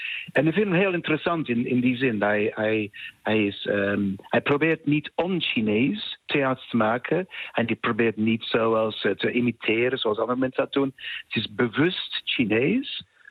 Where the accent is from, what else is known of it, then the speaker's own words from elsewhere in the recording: United Kingdom; Ik ben Brits, Europees.